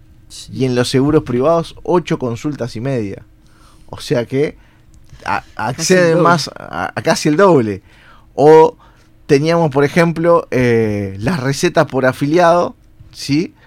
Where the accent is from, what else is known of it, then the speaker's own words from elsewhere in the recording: Uruguay; cómo somos los uruguayos?